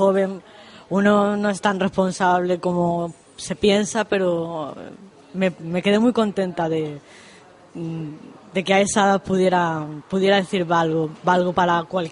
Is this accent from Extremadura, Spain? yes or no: yes; Plasencia, Extremadura, Spain; born there; also born or lived in Madrid; Yo nací en Extremadura, en Plasencia.